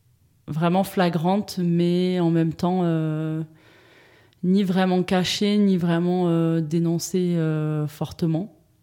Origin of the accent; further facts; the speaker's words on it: Saint-Étienne, Auvergne-Rhône-Alpes, France; j'ai grandi à Saint-Étienne. J'ai grandi à Saint-Étienne dans un quartier populaire de la ville avec plein de gens de toute origine, de tout horizon.